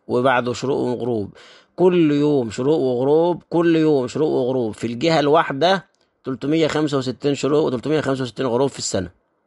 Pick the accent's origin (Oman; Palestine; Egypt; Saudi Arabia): Egypt; الشمس لما بتشرق في اول النهار عندنا في مصر